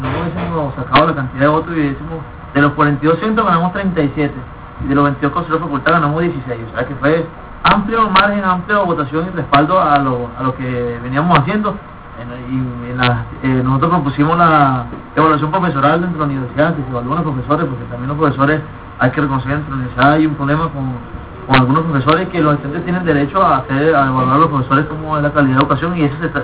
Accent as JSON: {"language": "Spanish", "country": "Venezuela", "said": "todos somos venezolanos, todos vivimos los mismos males, unos más que otros"}